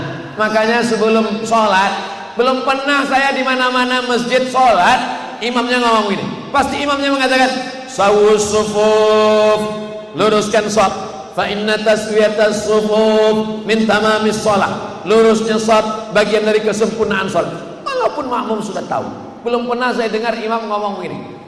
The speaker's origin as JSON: {"language": "Indonesian", "region": "Riau", "country": "Indonesia", "said": "Saya datang dari Riau, Sumatera."}